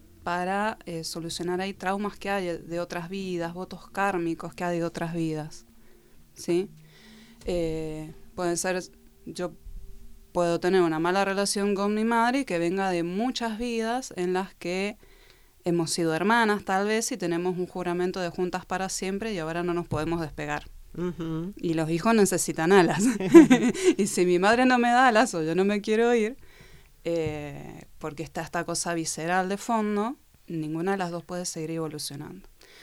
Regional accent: Mendoza, Argentina; now in Buenos Aires, Argentina; Yo soy de Mendoza y cuando me voy a Buenos Aires entro en grupos

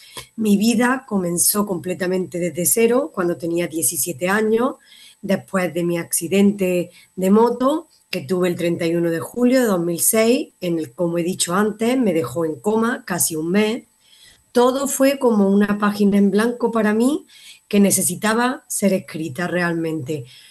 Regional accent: Málaga, Andalusia, Spain; born there; alrededor de Málaga, que es mi ciudad natal, alrededor de España

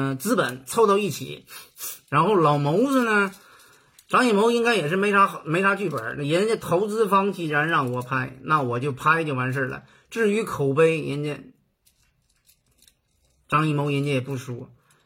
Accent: Northeast China, China; 因为我是东北的，对吗？

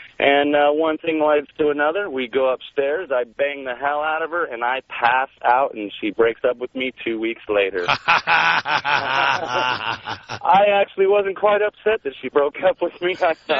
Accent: Phoenix, Arizona, United States; I'm from Phoenix. I did go to my prom.

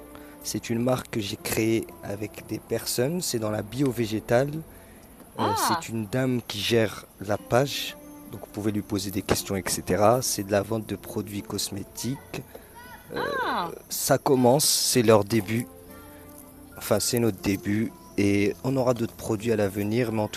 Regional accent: Paris, Île-de-France, France; Ah, et donc c'est pour ça que je disais ça, mais je suis de Paris.

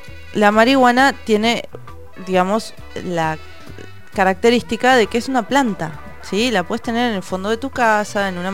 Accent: La Plata, Buenos Aires Province, Argentina; yo que soy de La Plata.

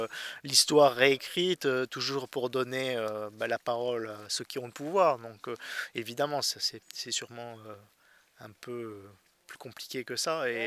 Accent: Provence-Alpes-Côte d'Azur, France; toute mon enfance sur la Côte d'Azur, j'ai passé mon temps à faire des cabanes, à explorer les bois autour de chez nous.

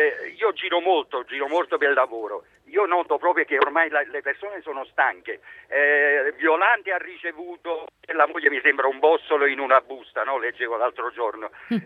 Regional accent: Naples, Campania, Italy; io sono napoletano, mi trovo per lavoro qui in provincia di Verona

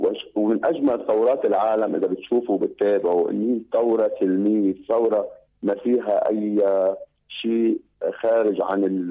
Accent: Lebanon; كتير بفتخر أنه أنا مواطن لبناني بهذه الظروف بلبنان.

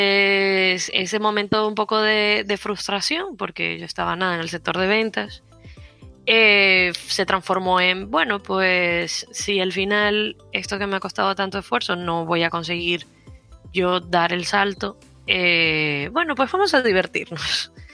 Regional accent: Venezuela; Pero luego, bueno, yo soy de Venezuela.

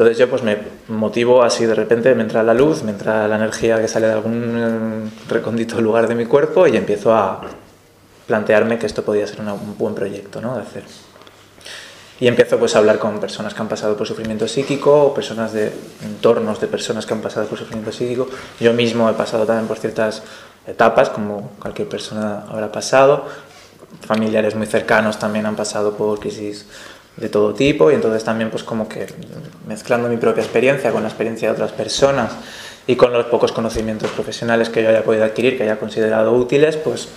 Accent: Valencia, Valencian Community, Spain

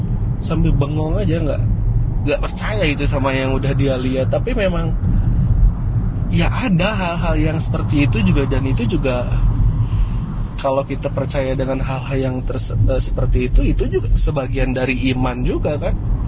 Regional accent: Java, Indonesia; Cerita nanya asli mana, saya bilang asli Jawa mas.

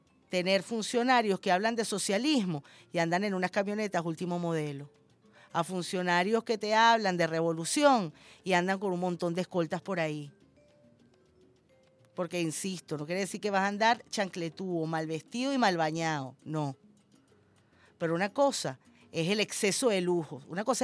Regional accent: Venezuela; Yo sí soy venezolano.

